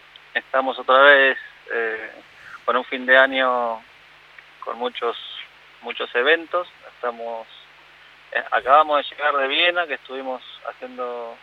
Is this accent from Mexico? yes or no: no; Argentina; me encantaría hacer cosas en Argentina y más en mi tierra, por supuesto.